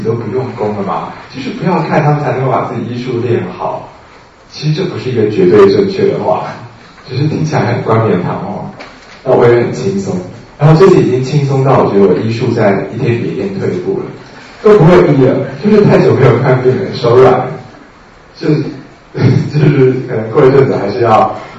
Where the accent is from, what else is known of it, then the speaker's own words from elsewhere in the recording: Taiwan; 我发现我们台湾人有一个很基本的东西很麻烦